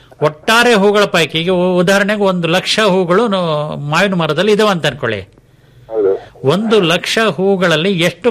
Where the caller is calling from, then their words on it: Somwarpet, Karnataka, India; ತಳತಾರೆ Shettahalli